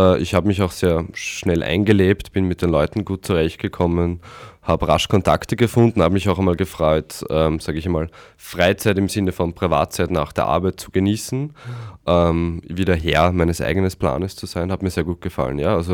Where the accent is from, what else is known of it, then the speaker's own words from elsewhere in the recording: Austria; die Heimat ist dann doch in Österreich. Und in diesem Sinne freue ich mich, dass ich jetzt wieder zu Hause bin und in meiner Heimat, aber auch gleichzeitig bald wieder nach Kanada zurückkehren kann.